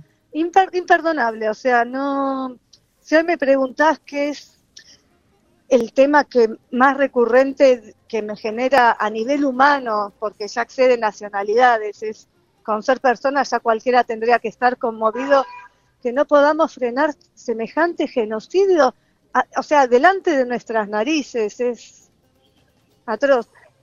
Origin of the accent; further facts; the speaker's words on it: Argentina; sí soy inmigrante, me reconozco como inmigrante, aunque crecí toda la vida en Argentina. Pero bueno, sé que hay una parte mía que viene de otro lado, ¿no?